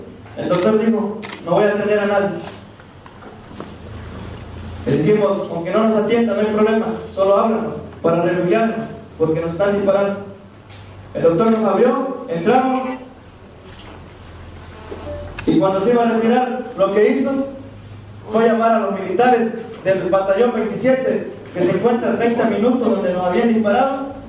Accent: Mexico; Pero gozamos como ciudadanos mexicanos de tener unas autoridades cómplices

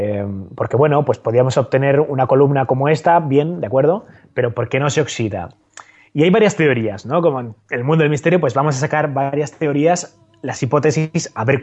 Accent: Zaragoza, Aragon, Spain; Bueno, a ver, hablando de pilares, ya sabes que yo soy de Zaragoza.

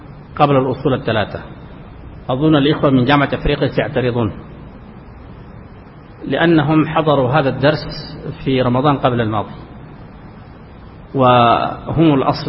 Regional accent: Sudan; خاصة عندنا في السودان يمكن بعض العوام يقول لك ما دليلك؟

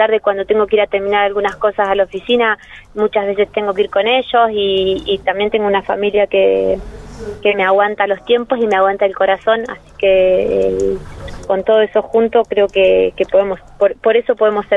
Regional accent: Villa Parque, Argentina; yo nací en un barrio. Yo crecí en Villa Parque, en el Butaro 3

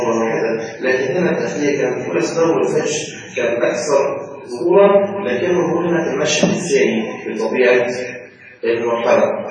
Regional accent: Mansoura, Dakahlia, Egypt; احنا عندنا في المنصورة

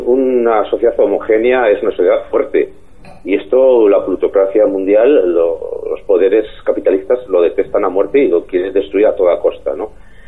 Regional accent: Spain

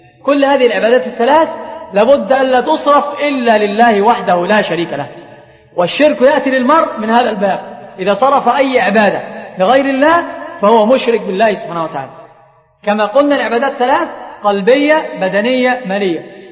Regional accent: Egypt; عندنا في مصر هذه الأمور منتشرة جدا

